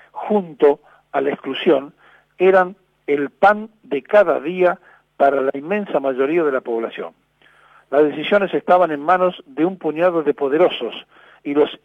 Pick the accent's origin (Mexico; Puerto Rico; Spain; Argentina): Argentina; Traicionaríamos la inteligencia de la historia, y en esto somos expertos los argentinos